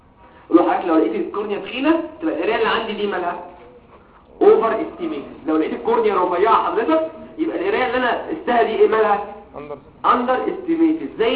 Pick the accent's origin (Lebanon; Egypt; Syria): Egypt; انا مصري زي كل حاجه